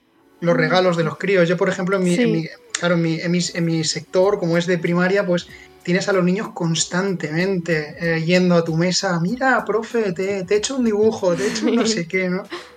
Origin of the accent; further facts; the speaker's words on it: Alicante, Valencian Community, Spain; yo no soy de novelda, ¿no? Soy de Alicante